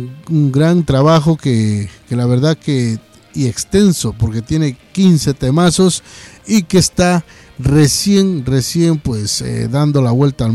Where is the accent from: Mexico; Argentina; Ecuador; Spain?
Ecuador; moved away; a nosotros por acá como ecuatorianos que estamos en tierras lejanas.